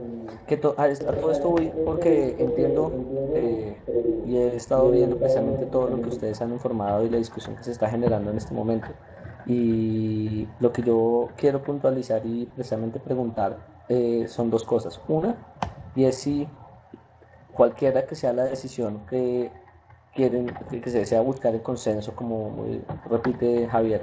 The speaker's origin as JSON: {"language": "Spanish", "country": "Colombia", "said": "ustedes saben que soy de Colombia, los que saben"}